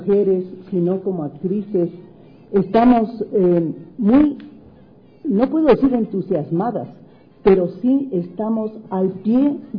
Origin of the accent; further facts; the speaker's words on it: Quito, Pichincha, Ecuador; como mujeres ecuatorianas, como mujeres quiteñas, de todos los ámbitos sociales